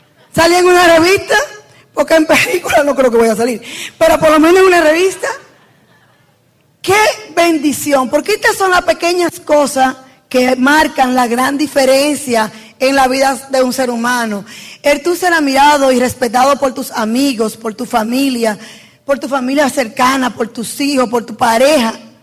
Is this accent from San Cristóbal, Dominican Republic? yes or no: no; San Francisco de Macorís, Duarte, Dominican Republic; Acuérdate que yo soy de San Francisco de Macorís. Y nunca yo iba a tener estas oportunidades.